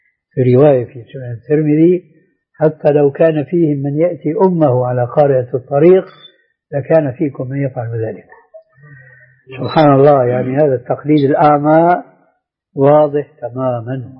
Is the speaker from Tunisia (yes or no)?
no; Damascus, Damascus Governorate, Syria; كان عندنا في دمشق مروج موقوفة لرعاية الخيل